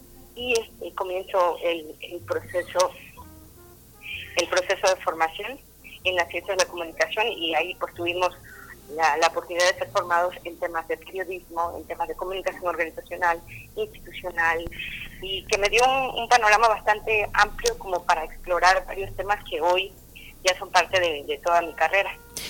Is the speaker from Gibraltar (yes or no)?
no; Comalcalco, Tabasco, Mexico; Yo soy de Comalcalco, como les decía, pero de una zona de rancherías, que es una como un conjunto de ranchos